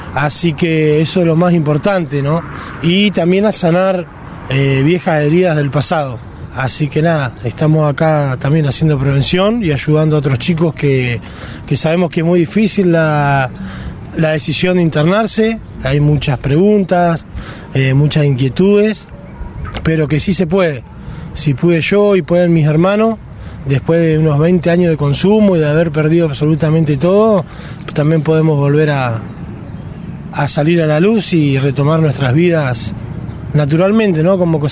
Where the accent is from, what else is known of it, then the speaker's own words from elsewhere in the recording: Cipolletti, Río Negro, Argentina; Soy de Cipolletti, tengo 36 años, tengo dos hijos